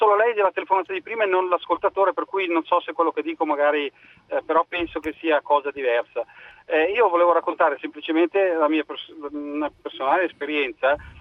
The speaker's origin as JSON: {"language": "Italian", "region": "Lake Maggiore", "country": "Italy", "lives_now": "Monza, Italy", "said": "io sono originario, adesso chiamo da Monza, ma sono originario di un paesino sul Lago Maggiore, un paesino dove eravamo circa 1 migliaio di anime, ma la popolazione d'estate possiamo dire che raddoppiasse."}